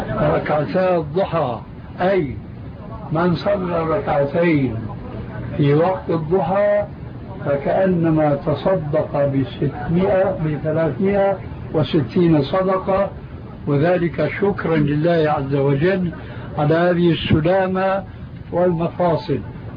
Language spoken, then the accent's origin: Arabic; Syria; يقولون: عندنا في سوريا كالحردون في حيوان البرية.